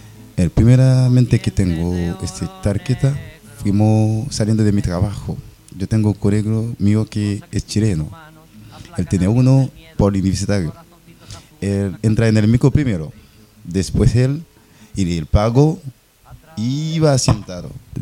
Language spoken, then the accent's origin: Spanish; Haiti; Spanish is a second language; vengo de Haití. Vengo aquí para que tengan una vida un poco mejor, para buscar vida un poco mejor.